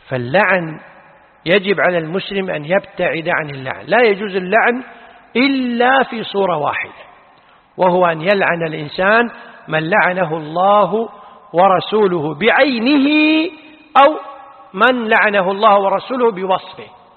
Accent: Kuwait; الفتوى عندنا في الكويت أنه لا تجوز

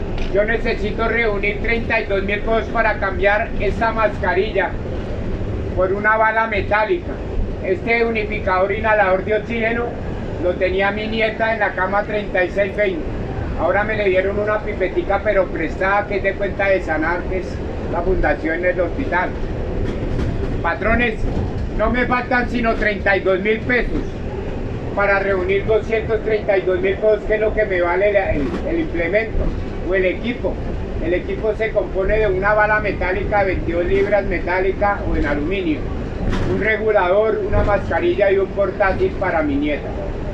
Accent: Colombia; Soy colombiano. Si ayudamos a un extranjero, ayúdenme a yo, que soy colombiano

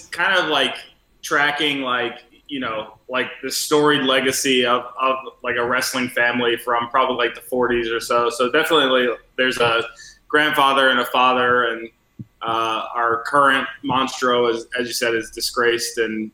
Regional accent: Atlanta, Georgia, United States; Yeah, I'm from Atlanta, from Georgia.

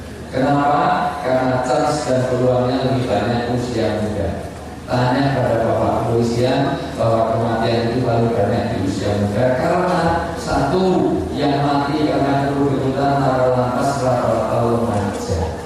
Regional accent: Yogyakarta, Special Region of Yogyakarta, Indonesia; saya berikan yang kuat dulu, karena saya orang Jogja.

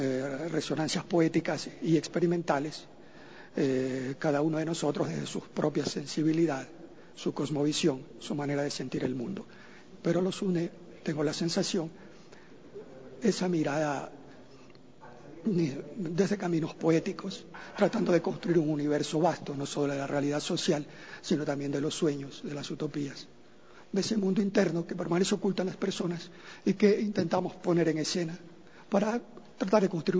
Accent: Esmeraldas, Ecuador; born there; also born or lived in Quito / Russia; Nacimos en Esmeraldas. Con posterioridad estuvimos radicados en Quito y luego fuimos a realizar nuestros estudios en el extranjero. Estudiamos en Rusia la carrera de cinematografía.

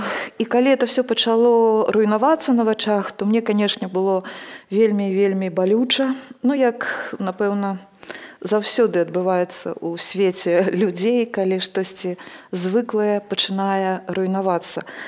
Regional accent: Minsk, Belarus; born there; Я нарадзілася не на Грушаўцы, а як я называю пад Грушы. А цяпер гэта называецца, цяпер это называецца Ружачка.

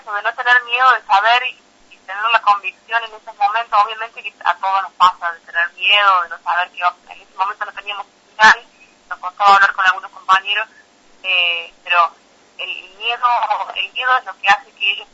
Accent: La Rioja, Argentina; nosotros como riojanos queremos que también a nivel nacional

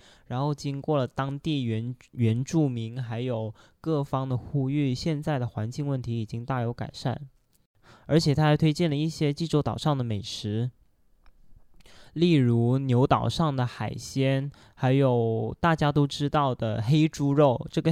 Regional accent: Guangzhou, Guangdong, China; Korean is a second language; 네, 제가 제 고향지 광저우 소개해드릴게요. 광저우는 그 중국 남쪽의 대도시인데요.

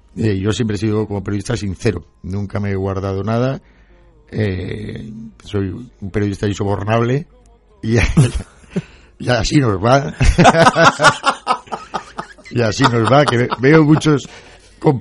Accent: Madrid, Community of Madrid, Spain; also born or lived in Valencia; Yo me he criado en Madrid, soy valenciano de nacimiento. Pero mis padres se trasladaron a Madrid y me crié en Madrid.

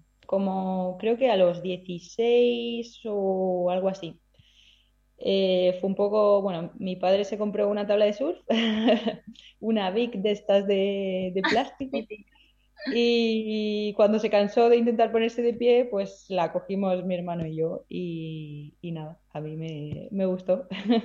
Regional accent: Alicante, Valencian Community, Spain; soy de Alicante, soy del Mediterráneo.

